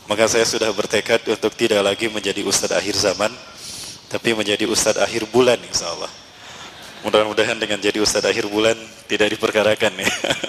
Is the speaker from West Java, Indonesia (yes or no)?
yes; Bandung, West Java, Indonesia; asli dari Bandung. Ibu saya orang Dayakolot, ayah saya Bandung tapi keturunan Padang. Kakek saya dari jalur ayah ini orang Bukit Tinggi, Sungai Puar.